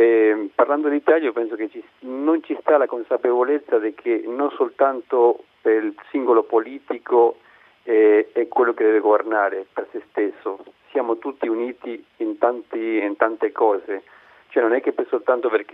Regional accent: Uruguay; Italian is a second language; now in Italy; Vengo dall'Uruguay.

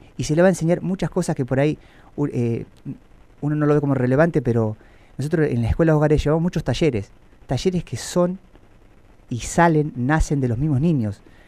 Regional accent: Victorica, La Pampa, Argentina; Yo soy oriundo de Victorica.

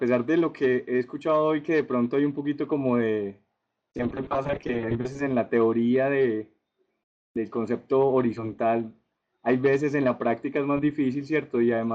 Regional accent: Colombia; hay gente aquí en mi país y hay gente también en mi ciudad que piensa de una manera similar, estamos alineados, entonces es excelente. Entonces, de una manera muy humilde, lo que les pueda colaborar con todo de parte de Colombia y aparte aquí en Manizales

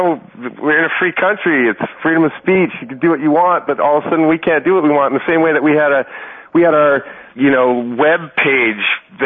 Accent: Irvine, California, United States; I grew up in Irvine, and I played on a football team there.

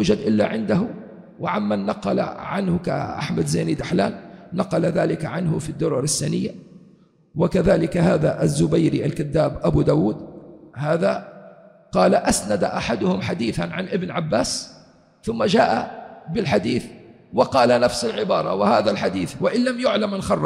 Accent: Libya; كم افتروا عليه الأمن عندنا في ليبيا

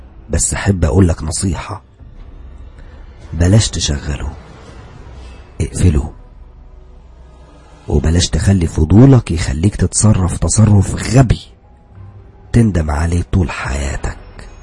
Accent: Alexandria, Alexandria Governorate, Egypt; انا من اسكندرية، بس كنت بدرس في طنطا،

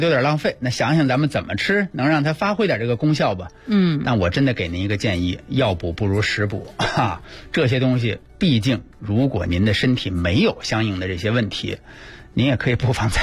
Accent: China; 而我们中国人平时尤其消夏看球

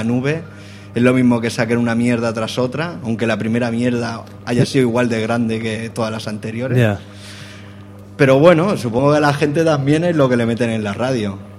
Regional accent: L'Hospitalet de Llobregat, Catalonia, Spain; salimos de Hospitalet, somos de Hospitalet.

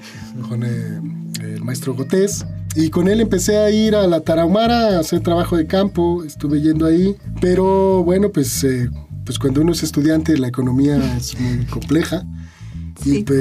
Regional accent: Zacatecas, Mexico; yo soy originario de Zacatecas

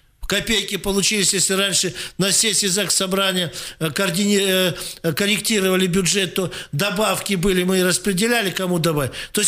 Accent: Krasnoyarsk, Krasnoyarsk Krai, Russia; Мы красноярцы, сибиряки.

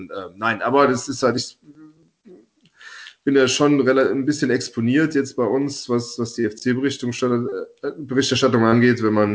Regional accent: Rhineland-Palatinate, Germany; Klaus Toppmöller, der ist aus Rivenich, das ist ungefähr 8 Kilometer von meinem Heimatort weg. Also da hatten wir so eine Mosellaner-Beziehung

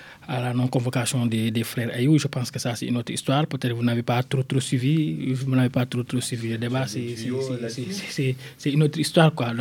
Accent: Ziguinchor, Senegal; moi je l'ai vu à Ziguinchor dans ma région natale quand j'étais enfant en 92

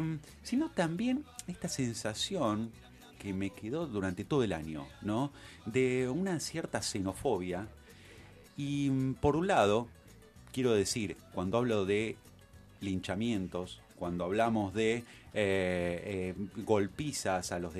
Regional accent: Argentina; los que choreamos no somos los argentinos, son los extranjeros.

